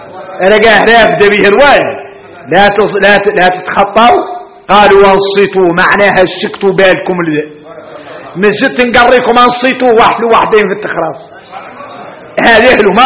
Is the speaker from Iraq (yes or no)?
no; Mauritania; هذا حديث احنا موريتانية